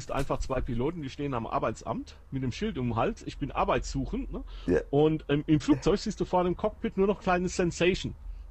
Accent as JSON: {"language": "German", "country": "Germany", "said": "ich bin ein Deutscher und ich möchte es gerne in Deutsch haben."}